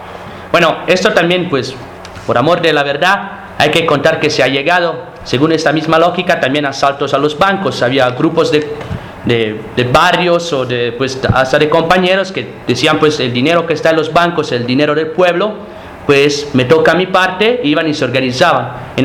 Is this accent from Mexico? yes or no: no; Rome, Lazio, Italy; nosotros, por ejemplo, venimos de Roma y pues donde pues casi no hay fábricas.